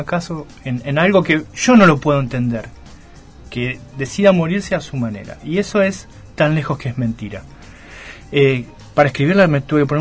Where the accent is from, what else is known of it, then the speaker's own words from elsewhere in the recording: Mar del Plata, Buenos Aires Province, Argentina; also born or lived in Vicente López / Luján; Me crié acá hasta los 18, me fui a La Plata.